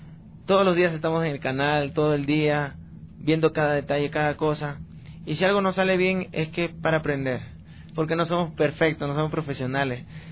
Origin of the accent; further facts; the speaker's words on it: Peru; moved away; Y yo soy peruano, nací en Perú y he vivido prácticamente mi niñez, mi pubertad, mi adolescencia. Cociné también allá y ahora estoy viajando.